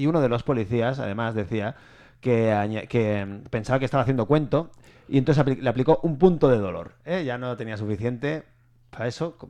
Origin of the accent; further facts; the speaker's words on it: Spain; porque yo soy un ciudadano del mundo y eso significa que soy español.